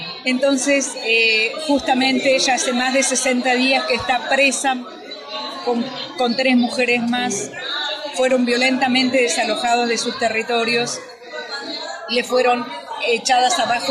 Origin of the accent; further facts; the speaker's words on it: Zapala, Neuquén, Argentina; born there; vengo de la provincia del Neuquén, vivo en la comunidad Curruinca, a los pies del Cerro Chapelco. Soy nacida en la zona centro, en la zona de Zapala, en una de las comunidades de la zona centro de la provincia del Neuquén.